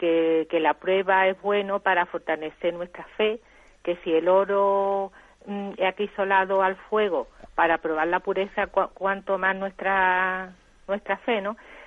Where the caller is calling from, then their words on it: Jerez de la Frontera, Andalusia, Spain; de Jerez.